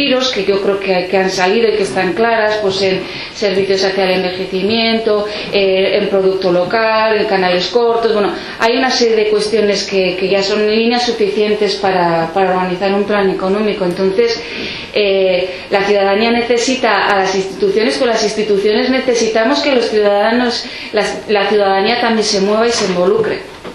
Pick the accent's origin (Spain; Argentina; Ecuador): Spain; Pamplona, Navarre; now in Bidasoa, Spain; yo también soy neorrural. Yo soy de Iruña, pero elegí vivir en un pueblo también en la misma comarca que Izaskun, en el Bidasoa.